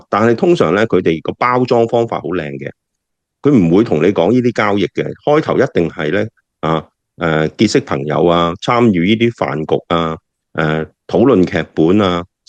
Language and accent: Cantonese; Hong Kong; 甚至做呢啲咁嘅我哋香港人叫 KLF